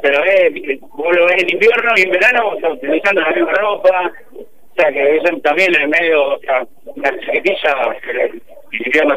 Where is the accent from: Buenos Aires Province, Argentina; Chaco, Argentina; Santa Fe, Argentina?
Buenos Aires Province, Argentina; Tandil; Somos de Tandil, pagamos impuestos acá